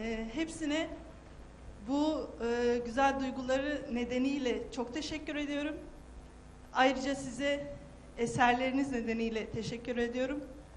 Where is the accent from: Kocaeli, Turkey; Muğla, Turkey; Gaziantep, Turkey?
Kocaeli, Turkey; Izmit; now in Diyarbakır, Turkey; Kocaeli İzmitliyim. Yaklaşık 10 yıldır Diyarbakır'da yaşıyorum.